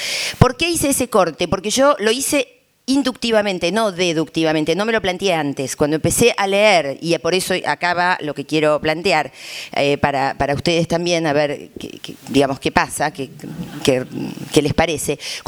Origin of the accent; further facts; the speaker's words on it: Argentina; porque en mi país, hasta diría el kirchnerismo, esto sobre todo hasta el 2010 esto fue muy fuerte